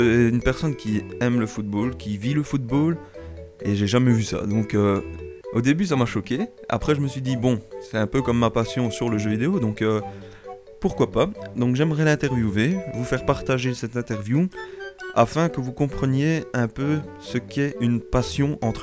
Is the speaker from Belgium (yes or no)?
yes; Belgium; je ne suis pas français, mais je suis belge, mais ça se passe dans un pays limitrophe